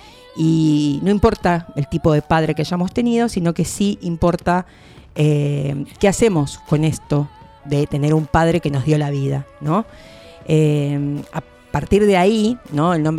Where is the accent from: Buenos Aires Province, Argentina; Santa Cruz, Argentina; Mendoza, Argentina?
Buenos Aires Province, Argentina; Quilmes; los que somos de Quilmes, compramos en Quilmes.